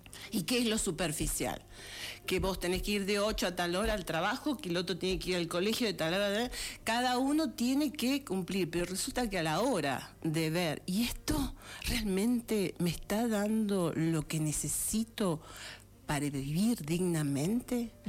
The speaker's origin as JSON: {"language": "Spanish", "country": "Argentina", "said": "¿Quiénes somos los argentinos?"}